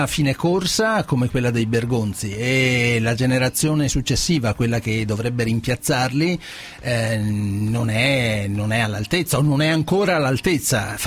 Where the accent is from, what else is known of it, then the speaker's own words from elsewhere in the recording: Veneto, Italy; Io sono veneto.